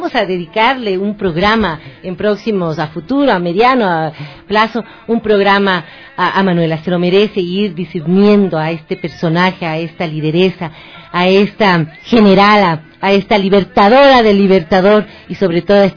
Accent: Ecuador; aquí en el Ecuador, siendo ecuatoriana

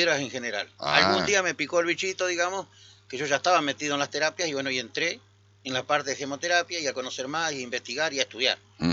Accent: Concordia, Entre Ríos, Argentina; also born or lived in La Plata; Yo soy de Concordia, nací en Concordia, y estuve 23 años fuera de Concordia.

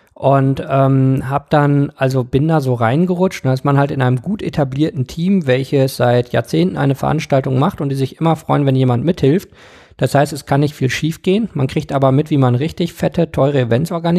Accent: Bochum, North Rhine-Westphalia, Germany; born there; also born or lived in Rwanda; ich bin in Bochum im Ruhrgebiet geboren, bin dann aber in Ruanda in Ostafrika aufgewachsen, bis ich 5 war. Das ist so grob, wo ich herkomme.

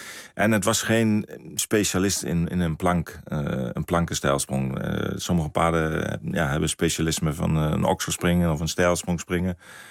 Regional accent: Zwolle, Overijssel, Netherlands; ik ben geboren in Zwolle. En vroeger, ik woonde bij mijn ouders in Berkum. En dan liepen we naar het stadion in Zwolle met mijn vader. Dus vroeger was het Zwolle, maar ik ben al zo lang nou in Twente.

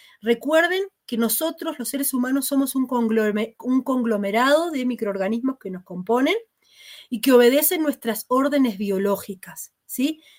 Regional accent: Uruguay; Tal vez en Uruguay, en mi país, no

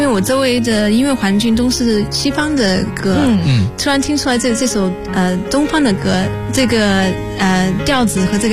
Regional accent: United Kingdom; 因为我在英国长大，很少有中文歌

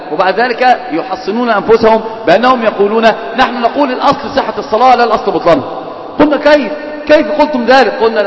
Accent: Alexandria, Alexandria Governorate, Egypt; يا ابن المصر يا حبيبي فهلاوي يعني، فاهم؟ انا اسكندراني يعني

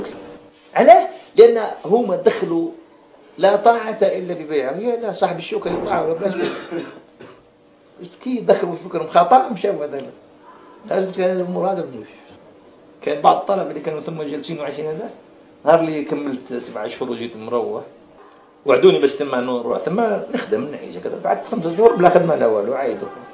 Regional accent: Algeria; moved away as an adult; now in Saudi Arabia; ها أنا ذا جيت مهاجر من الجزائر للسعودية

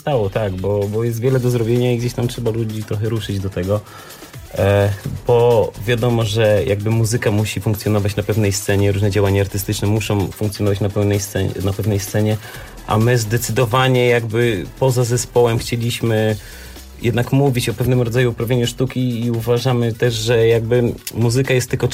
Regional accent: Wrocław, Lower Silesian Voivodeship, Poland; każdy z nas jest imigrantem, można powiedzieć. Ja jestem z Wrocławia

